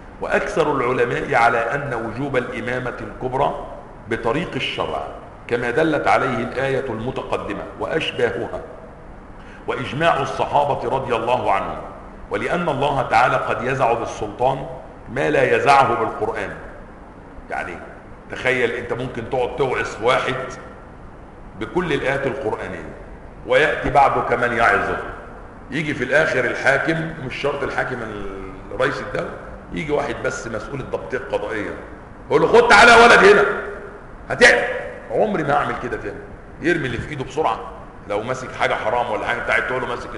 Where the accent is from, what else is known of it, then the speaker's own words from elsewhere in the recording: Egypt; اتضح لنا فيما بعد ان في قانون عندنا في مصر يعاقب المفطرين في رمضان